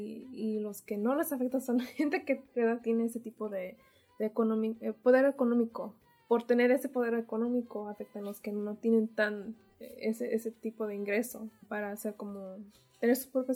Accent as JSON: {"language": "Spanish", "town": "Santa Ana", "region": "California", "country": "United States", "said": "soy de Santana y soy voluntaria del Centro Cultural de México."}